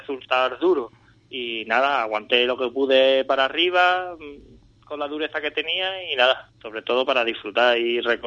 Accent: Andalusia, Spain; Nosotros como andaluces, ¿vale?

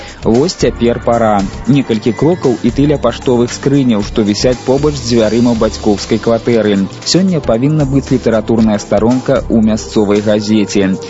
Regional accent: Zhodzina, Minsk Region, Belarus; born there; Бо мой дзед быў начальнікам чыгуначнай станцыі ў Жодзіна. Мой бацька і без час жыве ў Жодзіна, і я нарадзіўся ў Жодзіна, это вот ўжо 3 пакаленні.

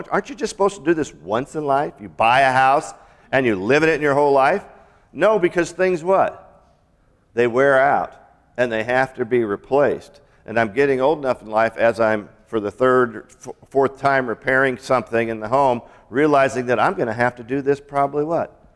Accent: Seattle, Washington, United States; And growing up in Seattle and Washington, I was just, whoa, what's going on here?

